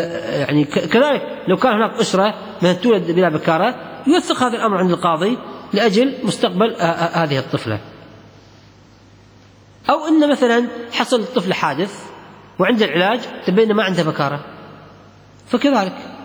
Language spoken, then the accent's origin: Arabic; Kuwait; نفس العجين البر عندنا بالكويت ريحة ريحة المني